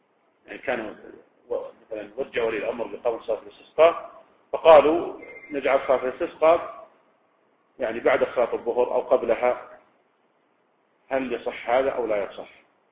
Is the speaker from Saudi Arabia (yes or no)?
yes; Riyadh, Riyadh Province, Saudi Arabia; يعني مثلا لو كان عندنا في الرياض مثلا